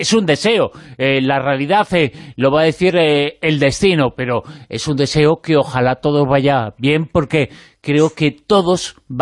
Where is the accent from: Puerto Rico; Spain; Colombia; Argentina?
Spain; Galicia; como gallego que eres y que soy.